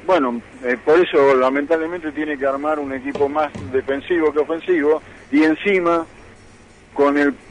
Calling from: Paso del Rey, Buenos Aires Province, Argentina; De Paso del Rey.

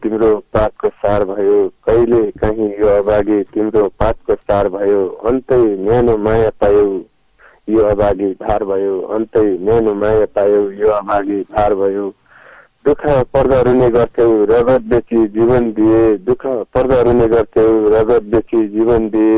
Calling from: Chhatraganj, Lumbini Province, Nepal; छत्रगञ्जबाट

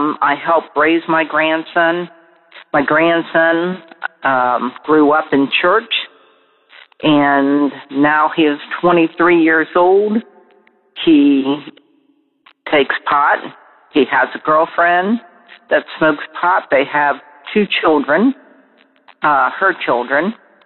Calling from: Columbus, Ohio, United States; I'm calling from Columbus, Ohio.

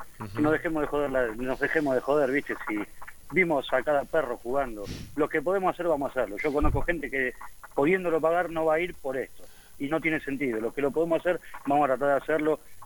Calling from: Transradio, Buenos Aires Province, Argentina

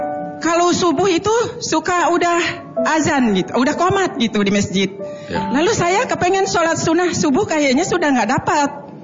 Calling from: Tangerang, Banten, Indonesia; Dari Perumnas 2 Karawaci, Tangerang.

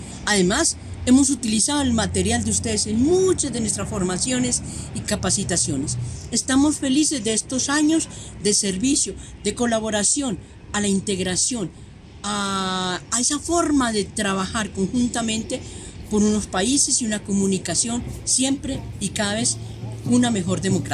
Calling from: Colombia; de Grupo Comunicarte, desde Colombia para Costa Rica

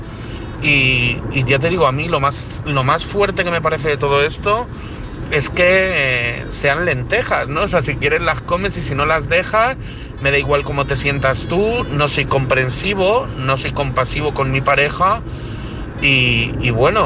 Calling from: Madrid, Community of Madrid, Spain; de Madrid.

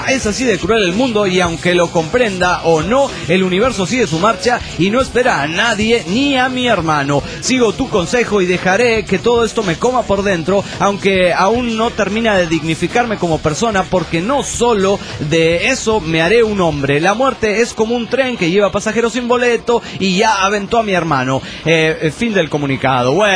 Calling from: Guadalajara, Jalisco, Mexico; de Guanatos, Jalisco, México.

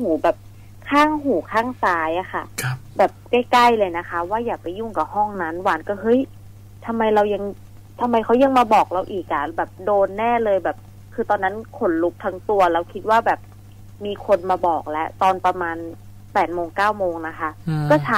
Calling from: Bangkok, Thailand; กรุงเทพค่ะ

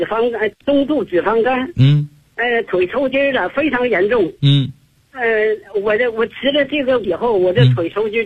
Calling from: Beijing, China; 我是来自北京啊，我是你的新学员。

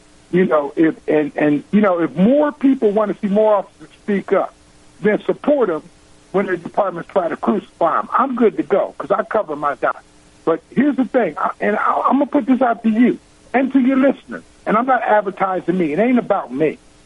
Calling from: Texas, United States; I'm calling from Texas.

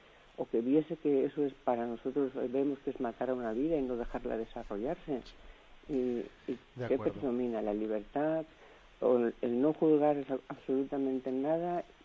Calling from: Valencia, Valencian Community, Spain; de Valencia.

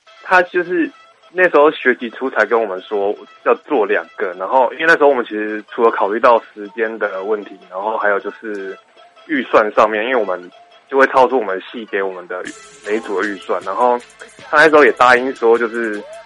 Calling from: Taichung, Taiwan; 我是台中的

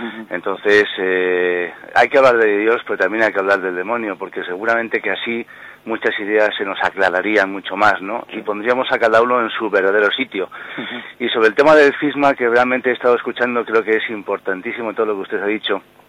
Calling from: Madrid, Community of Madrid, Spain; … de Madrid.

